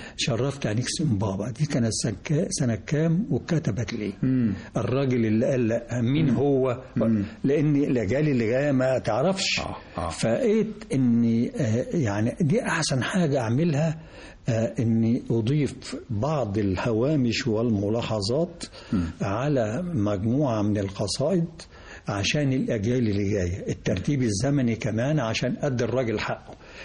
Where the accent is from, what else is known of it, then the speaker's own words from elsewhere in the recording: Egypt; وأنا بعتقد أن ده يعني واجب علي كمصري يحب مصر وأبناء مصر